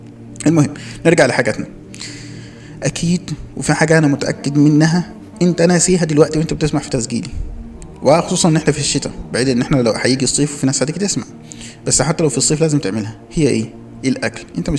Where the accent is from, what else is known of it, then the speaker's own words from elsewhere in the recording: Egypt; احنا عندنا في مصر